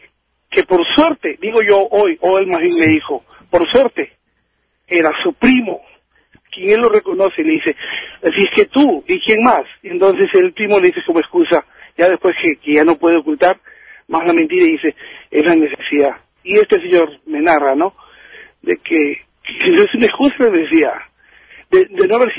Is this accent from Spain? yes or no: no; Peru; Porque yo siempre decía, ¿cómo? Yo soy de Perú.